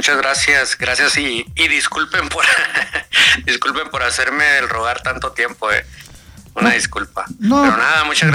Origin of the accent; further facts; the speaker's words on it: northern Mexico, Mexico; yo soy del norte de México. Ya tengo mis años, ya tengo una edad bastante avanzada, o sea, estamos hablando de 37 años.